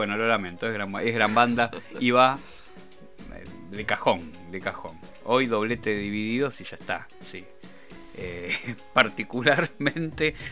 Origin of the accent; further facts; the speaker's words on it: Argentina; siendo argentinos nosotros más bien siempre estamos en segunda y tercera vuelta